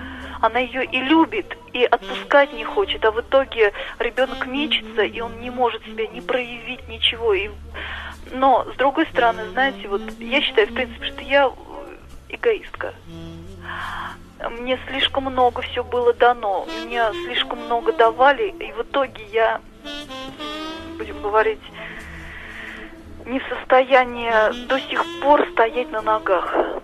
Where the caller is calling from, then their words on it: Saratov, Saratov Oblast, Russia; я звоню из Саратова. Мне 29 лет, я уже сама являюсь мамой и являюсь дочкой.